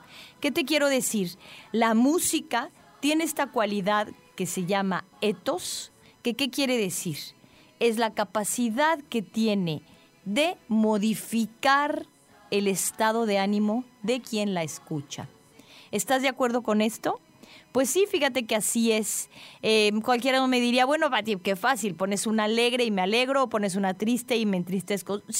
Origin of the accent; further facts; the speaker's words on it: Mexico; como mexicanos a todos nos pesó que se nos fuera.